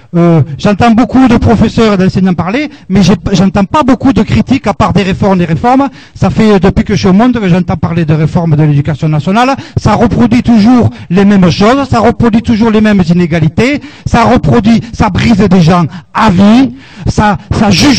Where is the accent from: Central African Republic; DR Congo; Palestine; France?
France; Occitanie; Je viens du Lot. J'écoute de chez moi.